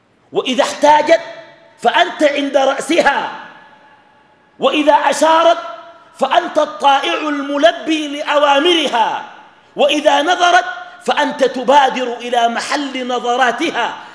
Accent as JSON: {"language": "Arabic", "country": "Sudan", "said": "الغربيين ما شافوا الناس اللي بيحججوا أماتهم عندنا في السودان"}